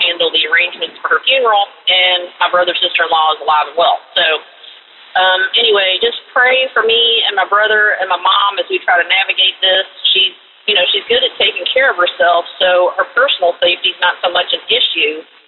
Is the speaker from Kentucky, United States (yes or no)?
yes; Kentucky, United States; from Kentucky, and I'm imitating Lee from New Jersey, calling from my car.